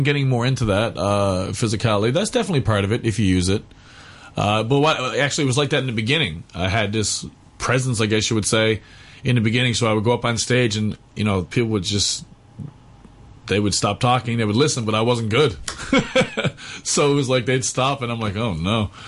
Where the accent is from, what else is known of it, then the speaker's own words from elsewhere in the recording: Newfoundland and Labrador, Canada; I'm from Newfoundland, Canada, and there was no comedy in my hometown, no stand-up at all.